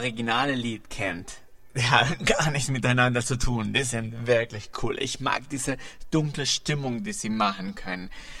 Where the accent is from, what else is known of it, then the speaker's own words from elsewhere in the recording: Bogotá, Colombia; ich komme aus Bogota, Kolumbien.